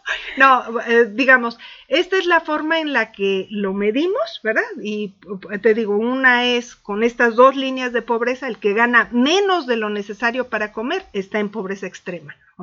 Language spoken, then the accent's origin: Spanish; Mexico; Soy mexicana, entonces.